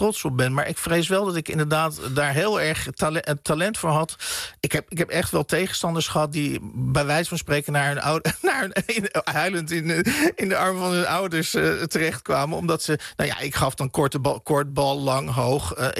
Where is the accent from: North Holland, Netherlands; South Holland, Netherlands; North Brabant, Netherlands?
South Holland, Netherlands; Oegstgeest; Ja, dit brengt mij dus inderdaad terug naar mijn jeugd in Oegstgeest.